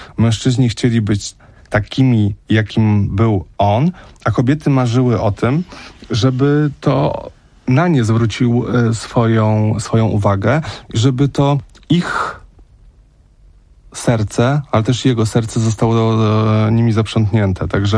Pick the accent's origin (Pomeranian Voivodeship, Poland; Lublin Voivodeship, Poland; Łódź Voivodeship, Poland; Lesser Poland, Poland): Łódź Voivodeship, Poland; Łódź; Ja sam pamiętam, no ja mam lat 37, no i pamiętam też Peweks, który był u mnie w Łodzi